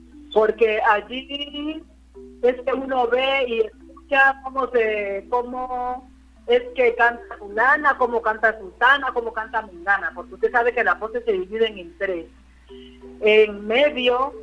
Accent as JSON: {"language": "Spanish", "town": "Timbiquí", "region": "Cauca", "country": "Colombia", "tie": "born or raised there", "said": "en mi pueblo, Timbiquí, los hombres no cantan, las que cantamos somos nosotras las mujeres"}